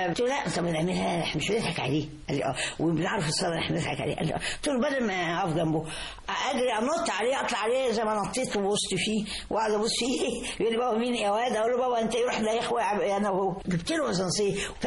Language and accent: Arabic; Egypt; أنا كنت 62 في المجر كنت شرقية وكنت بقول لهم أنا مصري